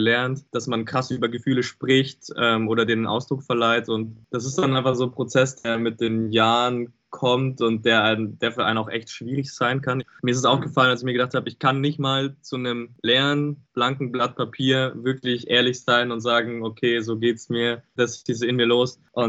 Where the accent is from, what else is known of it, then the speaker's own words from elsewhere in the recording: Regensburg, Bavaria, Germany; Ja, auf jeden Fall. Wir sind alle aus Regensburg.